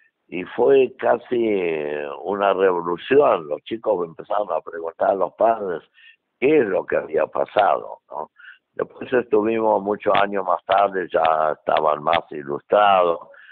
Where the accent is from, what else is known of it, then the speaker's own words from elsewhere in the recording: Rivera, Buenos Aires Province, Argentina; yo me siento argentino, estoy agradecido toda la vida a la Argentina, a mi pueblo, Rivera, donde hice mi vida y todo